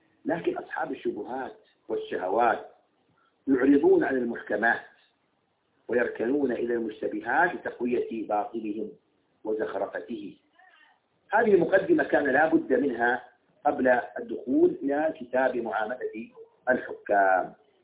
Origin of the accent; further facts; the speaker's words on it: United Arab Emirates; مثل عندنا في الإمارات يقال